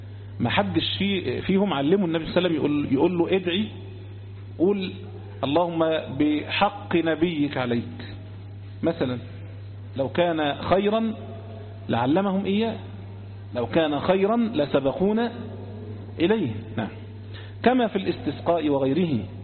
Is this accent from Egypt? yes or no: yes; Egypt; عندنا في مصر هنا